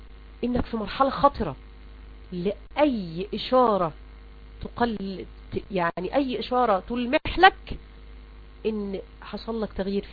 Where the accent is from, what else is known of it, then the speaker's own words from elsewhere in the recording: Egypt; زي كده ما بيقولوا منسوب ماء النيل عندنا في مصر لما ينزل يشكل خطر علينا